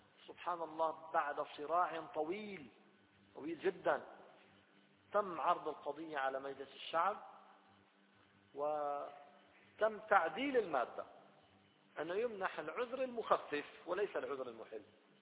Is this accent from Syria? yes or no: yes; Syria; وجمعية تنظيم الأسرة عندنا في سوريا